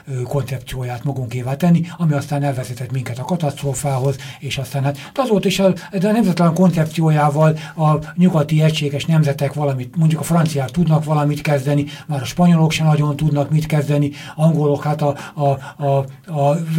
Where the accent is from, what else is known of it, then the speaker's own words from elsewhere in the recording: Hungary; a nagyvilág ebből akkor tanulhat, hogy mi magyarok is tanultunk belőle